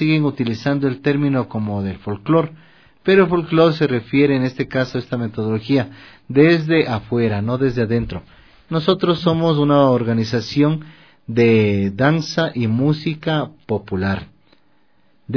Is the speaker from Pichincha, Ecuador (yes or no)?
yes; Quito, Pichincha, Ecuador; Yo soy un ser urbano, como te decíamos desde este espacio, somos urbanos, somos quiteños, ecuatorianos